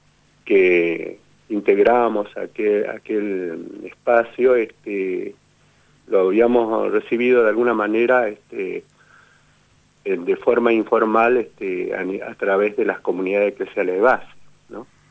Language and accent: Spanish; San Francisco Solano, Buenos Aires Province, Argentina; Teníamos una cierta vergüenza de decir que éramos de San Francisco Solano, ¿no?